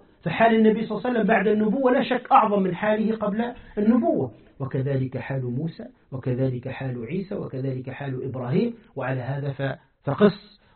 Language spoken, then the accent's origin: Arabic; Tunisia; كما قال أحد الزنادقة عندنا في تونس